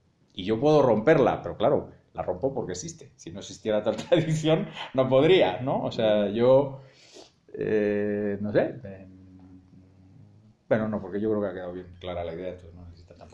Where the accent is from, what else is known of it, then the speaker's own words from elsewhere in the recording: Spain; yo soy muy, muy necio porque soy muy español